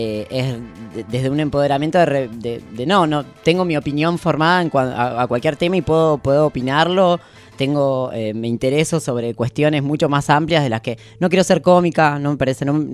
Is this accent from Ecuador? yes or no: no; Allen, Río Negro, Argentina; yo soy de todos los lugares, pero... nací en Patagonia, en Río Patagonia. Negro, Nallen.